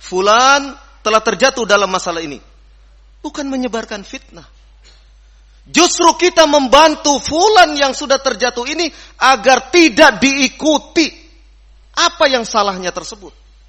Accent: West Java, Indonesia; Saya orang Sunda tapi bisa menyebut F. Jangan kira orang Sunda tidak bisa mengucapkan F.

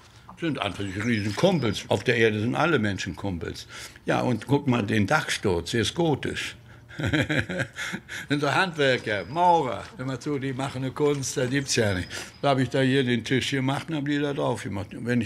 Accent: Germany; Aber ich war ein Deutscher.

